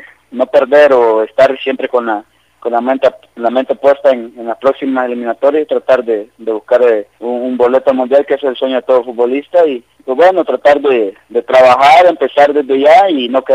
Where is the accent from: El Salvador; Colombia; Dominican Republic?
El Salvador; pues uno siempre como salvadoreño siempre está dispuesto a colaborar